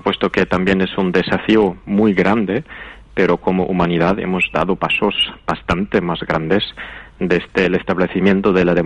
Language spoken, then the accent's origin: Spanish; Austria; el rechazo del sistema actual es igual de grande en mi país, en Austria